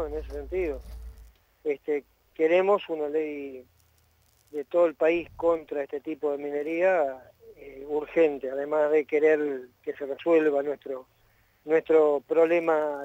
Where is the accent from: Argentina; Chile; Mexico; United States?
Argentina; nos sentimos cada vez más dignos y más grandes como argentinos, como latinoamericanos